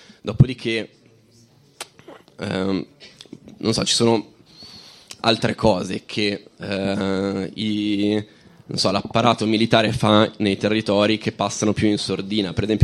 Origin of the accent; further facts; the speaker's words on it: Lombardy, Italy; anch'io vengo dalla provincia di Varese e ho seguito, diciamo, tutto quello che possono essere delle lotte antimilitariste nel territorio